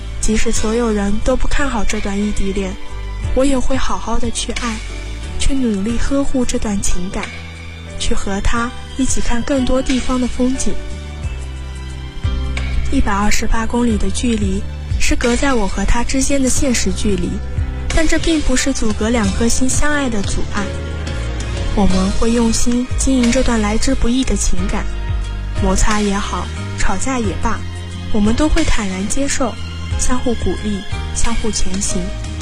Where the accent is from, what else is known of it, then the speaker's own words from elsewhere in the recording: Liyang, Jiangsu, China; 来自江苏溧阳，我在南京大学，距离我的家乡104公里。